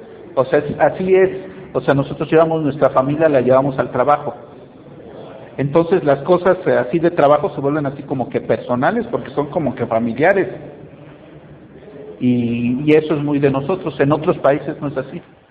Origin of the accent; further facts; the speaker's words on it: Mexico; yo era el único mexicano en ese proyecto